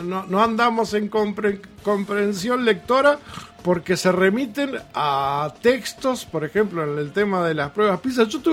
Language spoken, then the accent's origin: Spanish; Uruguay; Como uruguayos y como orientales tenemos que señalar que no nos gustó, que nos afecta nuestra identidad